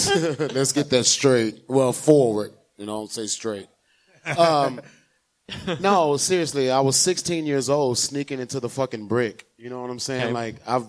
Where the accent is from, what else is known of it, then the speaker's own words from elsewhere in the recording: Dallas, Texas, United States; I've been in Dallas all my life.